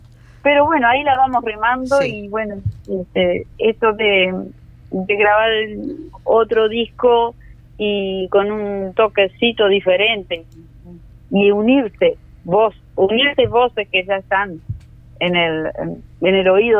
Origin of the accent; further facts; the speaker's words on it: Sarandí Grande, Florida, Uruguay; Yo soy nativa de Sarandí también.